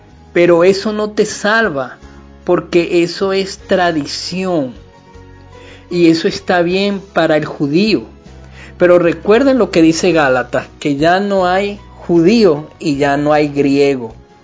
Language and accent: Spanish; Venezuela; no somos judíos de nacimiento, somos venezolanos con ascendencia española, haitiana, en fin, de República Dominicana, de Estados Unidos, del Caribe, de África, indígena.